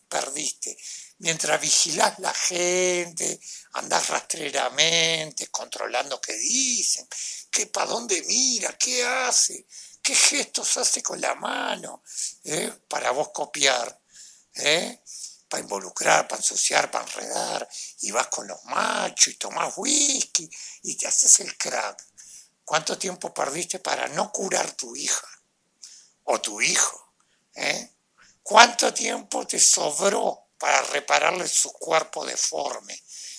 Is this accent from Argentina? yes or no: no; Uruguay; Soy un uruguayo, un ciudadano común y corriente.